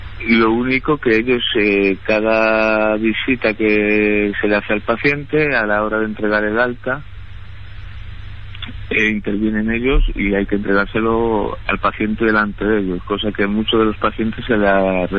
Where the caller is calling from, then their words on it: Valencia, Valencian Community, Spain; Mire, yo le llamo desde Valencia.